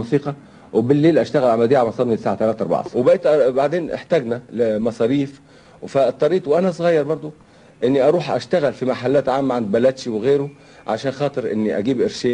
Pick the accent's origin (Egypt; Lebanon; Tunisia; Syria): Syria; ودخلوا في حرب مع الفرنسويين عشان يحرروا بلادنا سوريا